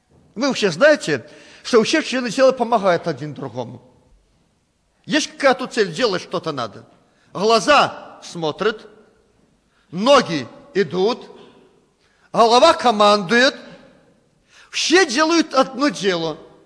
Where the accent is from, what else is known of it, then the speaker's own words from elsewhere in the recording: Belarus; born there; Мы родились в Белоруссии. Почему? Бог захотел, чтобы мы здесь жили.